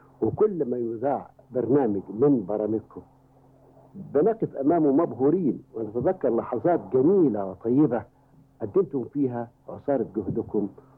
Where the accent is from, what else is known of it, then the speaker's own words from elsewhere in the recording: Upper Egypt, Egypt; accent: Sa'idi; في سنة 1951 وأنت تجري لي ثامن وآخر امتحان لكي تتأكدوا من أنني تخلصت من لهجتي الصعيدية